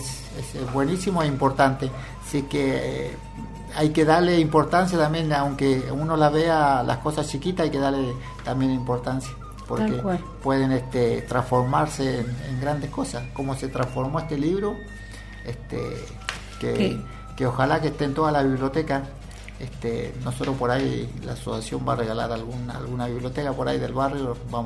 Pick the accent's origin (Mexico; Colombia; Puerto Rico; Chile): Chile; moved away; mi pequeña historia de cuando vine con Mirta de Chile, que éramos muy, muy jovencitos